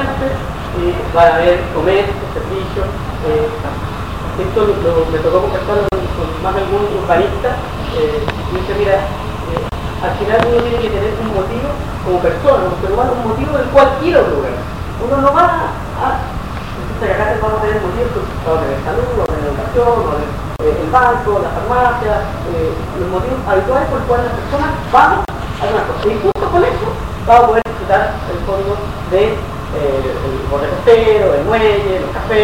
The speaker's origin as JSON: {"language": "Spanish", "region": "Valparaíso", "country": "Chile", "tie": "born there", "lives_now": "Santiago, Chile", "said": "yo soy nacido en Valparaíso, es lo que a mí me gusta"}